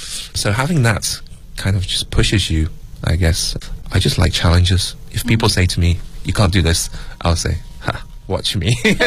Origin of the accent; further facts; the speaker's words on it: England, United Kingdom; growing up in England and in a small white city as a Chinese person